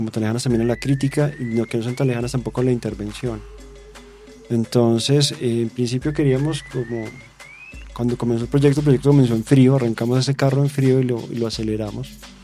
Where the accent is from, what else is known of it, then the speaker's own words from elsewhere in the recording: Colombia; pues que sea rentable para nosotros como colombianos